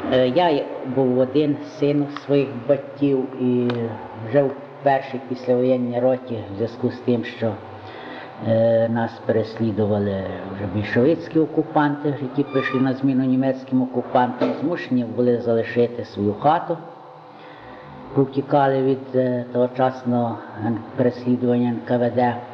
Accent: Sadzhavka, Ivano-Frankivsk Oblast, Ukraine; Народився в селі Саджовці, це Надвернянського району, на межі Гуцульщини, село моє над Прутом. Батьки мої селяни, в даній місцевості вони були відомі українські патріоти.

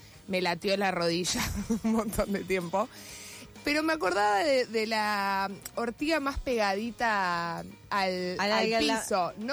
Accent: Buenos Aires, Argentina; yo sigo siendo muy porteña. Aunque me haya criado gente que no es de acá

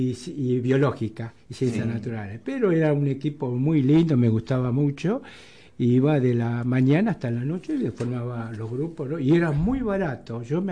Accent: Caseros, Buenos Aires Province, Argentina; Cuando nací yo, al año, mi papá se va a Caseros, Así que yo tengo 74 años de casero, caserino. Partido 3 de febrero. Ahí es mi lugar

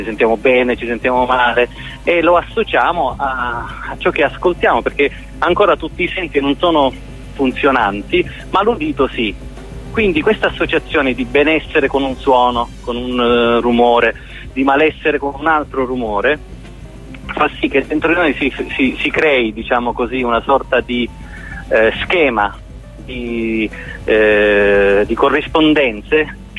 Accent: Sicily, Italy; moved away as an adult; io essendo nato in Sicilia, vissuto fino a 30 anni in Sicilia

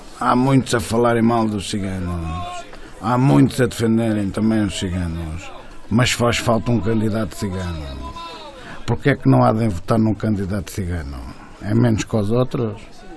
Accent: São Pedro do Sul, Viseu, Portugal; now in Viseu, Portugal; sou de São Pedro do Sul, mas agora neste momento estou a residir em Viseu.

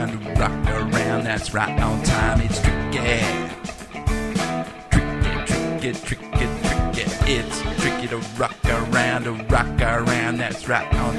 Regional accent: Australia; sounding American, but I ain't American. Oh no, I'm Australian. Aussie, down to the core.

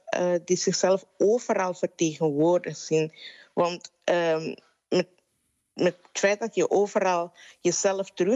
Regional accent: Suriname; now in Netherlands; ik ben opgegroeid in Suriname en in mijn jeugd, ik woon al 13 jaar niet meer daar

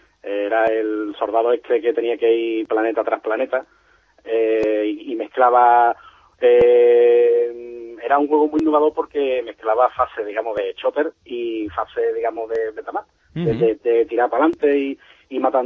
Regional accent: Cádiz, Andalusia, Spain; Yo soy de Cádiz Capital.

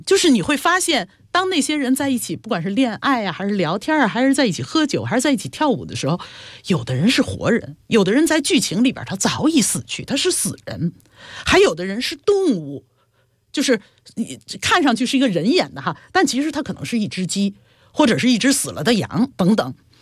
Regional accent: China; 但是我们中国人都会觉得哦，它科技特别厉害

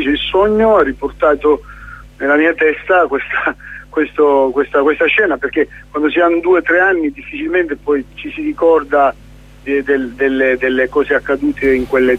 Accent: Sicily, Italy; born there; vogliamo parlare della Sicilia dove sono nato

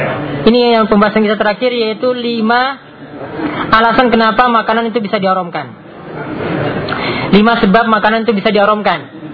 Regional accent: Special Region of Yogyakarta, Indonesia; Ya, di daerah saya juga di Gunung Kidul itu ada warung yang bahkan sudah masuk TV juga ya, karena laris dengan makanan dari kelelawar tadi.

